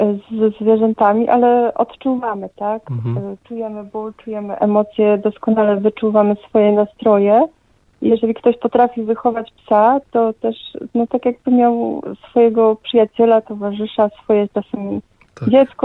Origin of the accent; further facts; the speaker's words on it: Lower Silesian Voivodeship, Poland; ja jestem przewodnikiem, pochodzę tutaj z Karkonoszy, z gór.